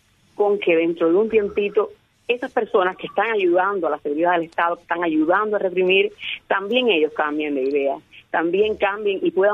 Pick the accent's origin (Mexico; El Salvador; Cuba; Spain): Cuba; Y yo confío en que en mi país las personas empiecen a sentir qué cosa es misericordia y empiecen a quererse un poco más cubanos con cubanos